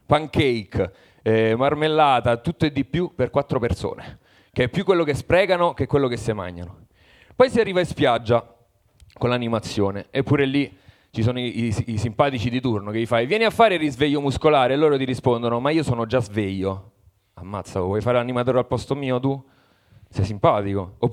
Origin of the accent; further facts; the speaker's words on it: Parma, Emilia-Romagna, Italy; Allora, no, io vengo da Parma e mi esibisco per primo perché ho paura della multa